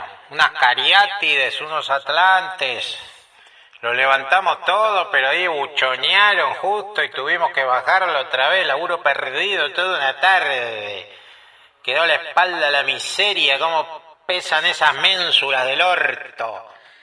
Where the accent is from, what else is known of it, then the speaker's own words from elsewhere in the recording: El Salvador; Pensé que había notado, señor, que soy del Salvador. La tierra de la marimba y el pito.